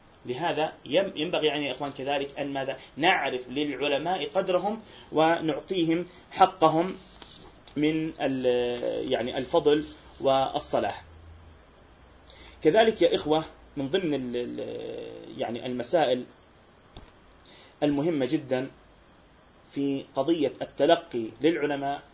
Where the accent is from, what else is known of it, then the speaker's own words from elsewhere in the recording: Palestine; يعني إحنا عندنا في فلسطين نعاني